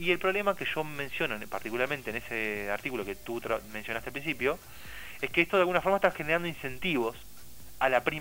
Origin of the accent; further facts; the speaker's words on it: Uruguay; Yo no también soy uruguayo, o sea, me incluyo en eso.